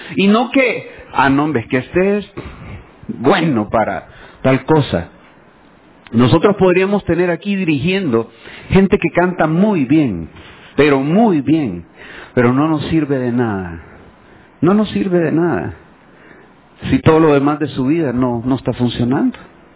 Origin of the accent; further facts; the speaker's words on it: El Salvador; Hermanos, somos guanacos, no tenemos por qué cumplir las costumbres judías. Somos salvadoreños